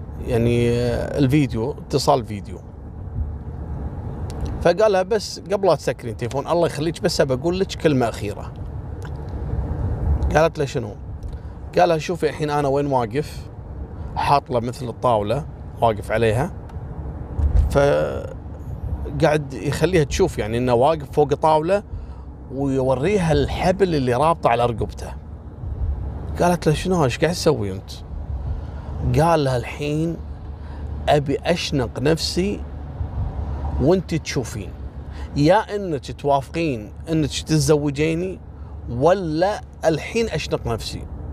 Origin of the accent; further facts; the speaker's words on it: Kuwait; عندنا في الكويت في منطقة الفروانية